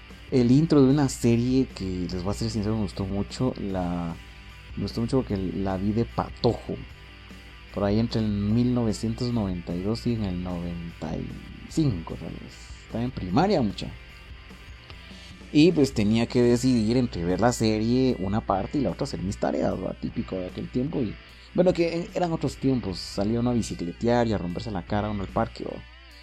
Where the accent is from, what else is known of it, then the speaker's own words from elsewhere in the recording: Quetzaltenango, Guatemala; De repente me están oyendo y dirán qué chistoso hablas de cuates, de qué país era, ¿va? Soy de Xela, por cierto.